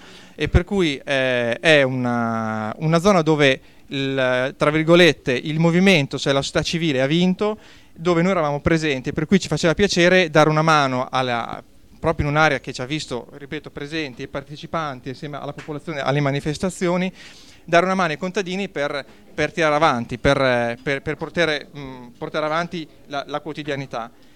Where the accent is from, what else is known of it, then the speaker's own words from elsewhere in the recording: Bologna, Emilia-Romagna, Italy; dell'associazione Iabasta, vengo da Bologna.